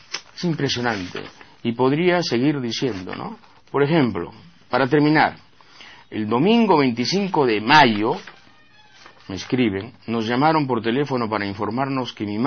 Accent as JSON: {"language": "Spanish", "country": "Peru", "said": "Yo me he convencido como peruano que para la falta de vergüenza nunca hay fronteras definidas"}